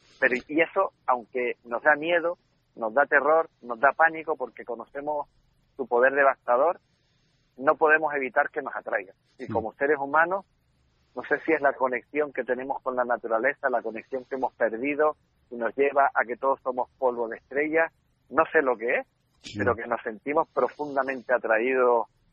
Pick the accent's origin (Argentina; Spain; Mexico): Spain; Canary Islands; iba a decir miles de horas, pero ya se exageraría como buen canario